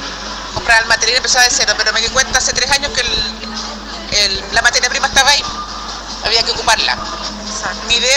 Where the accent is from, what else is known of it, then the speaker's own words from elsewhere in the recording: Puente Alto, Santiago Metropolitan Region, Chile; la gente se acostumbra a vernos y nos reconozca también como que somos de Puente Alto